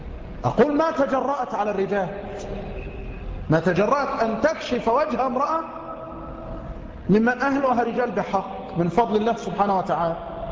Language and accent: Arabic; Egypt; بل عندنا في مصر